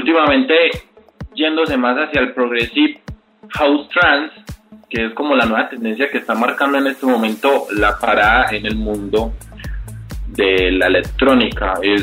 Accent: Colombia; sos un artista nuevo y sos colombiano

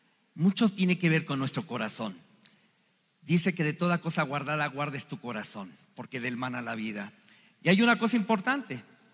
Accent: Chihuahua, Mexico; born there; y yo nací en Chihuahua. Mi mamá es de Zacatecas y mi papá es de Querétaro.

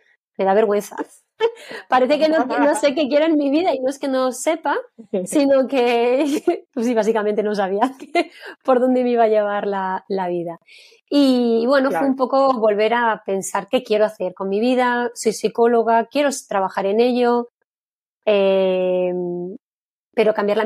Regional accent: Madrid, Community of Madrid, Spain; also born or lived in Berlin; now in Germany; soy española, soy de Madrid y llevo ya en Alemania 12 años. He vivido durante todo el tiempo en Berlín y aquí cerquita de Frankfurt llevo muy poquito, llevo un mes.

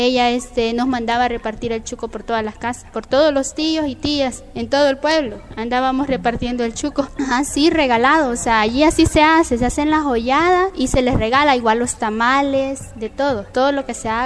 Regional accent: Guazapa, San Salvador, El Salvador; now in Apopa, El Salvador; Yo soy originaria de Huazapa. Actualmente vivo en Apopa porque me casé y me fui para ahí. Pero yo siempre voy a Huazapa, toda mi vida viví ahí.

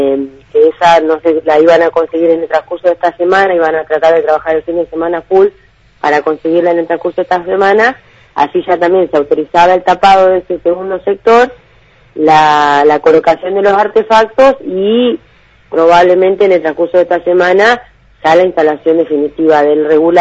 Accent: Viedma, Río Negro, Argentina; todos los que somos de Viedma, histórico de acá de Viedma

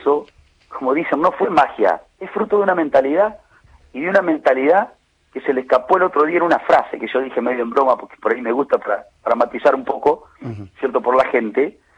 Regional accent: Villaguay, Entre Ríos, Argentina; Sí, sí, acá en la plaza de mi pueblo también estuvo.

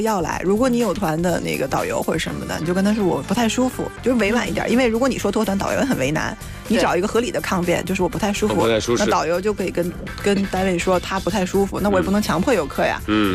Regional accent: China; 然后就站在上台就跟着一起唱，就觉得整个我们中国人就特别精神，

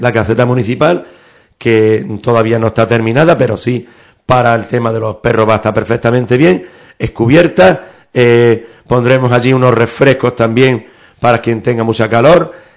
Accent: Ubrique, Andalusia, Spain; Aquí en Ubrique se come divinamente, lo dice un ubriqueño que ha estado por todo el mundo, y como se come en mi pueblo, en pocos sitios.

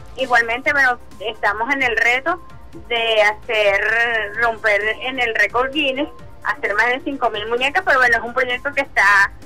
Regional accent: Venezuela; nuestro arraigo como venezolanos y venezolanas

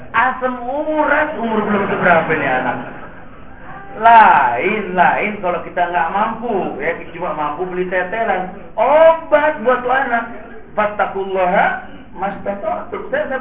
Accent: Jakarta, Indonesia; kita orang Jakarta

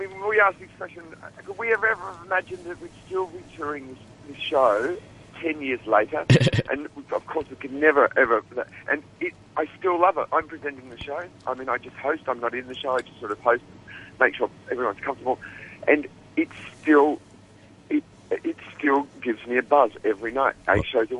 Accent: Australia; accent: Australian; Of course, you can tell from my accent, I'm Australian.

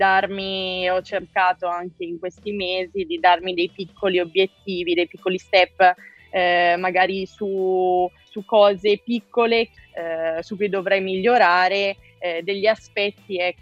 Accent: Varese, Lombardy, Italy; now in Rome, Italy; Io vivo e mi alleno a Roma, anche se sono nata a Varese, sono lombarda. Dal 2015 vivo

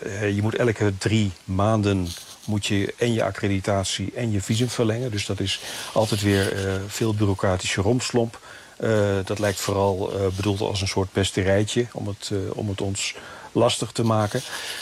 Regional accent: Netherlands; de hele atmosfeer hier is toch ook wel een beetje vergelijkbaar met de kerstsfeer in Nederland, hoor.

